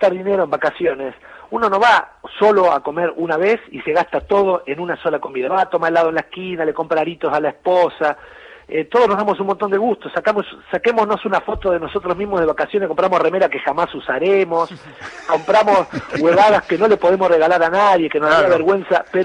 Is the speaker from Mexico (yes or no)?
no; Buenos Aires, Argentina; born there; now in Villa Carlos Paz, Argentina; yo nací en Capital Federal, pero me vine a vivir a Carlos Paz en el 99, hace 15 casi, uh-huh. perdón, 16.